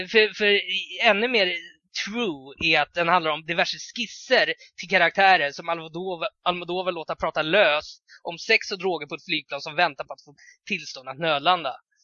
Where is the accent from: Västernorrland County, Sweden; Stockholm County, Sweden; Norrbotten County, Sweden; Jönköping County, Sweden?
Stockholm County, Sweden; Tullinge; Jag är uppvuxen i Tullinge